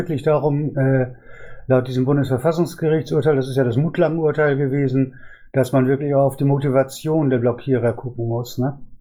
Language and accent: German; Dortmund, North Rhine-Westphalia, Germany; Ja, ich bin also aus Dortmund.